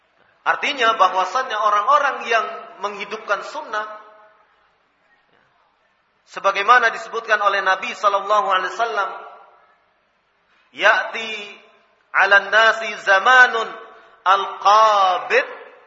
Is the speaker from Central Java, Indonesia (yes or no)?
yes; Surakarta, Central Java, Indonesia; Bikin e-KTP, ya. Seperti di Solo itu, di kampung saya.